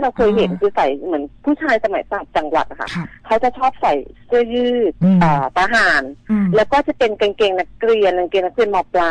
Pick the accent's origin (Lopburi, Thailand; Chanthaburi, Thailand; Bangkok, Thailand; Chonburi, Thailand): Lopburi, Thailand; เพราะว่าเราก็กลับบ้านไปในช่วงเสาร์อาทิตย์แล้วบ้านหนูอยู่ลพบุรีเนาะก็จะเป็นติดพนังเขื่อน